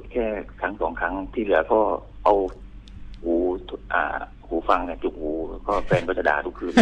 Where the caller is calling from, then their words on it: Hat Yai, Songkhla, Thailand; ผมอยู่หาดใหญ่ครับ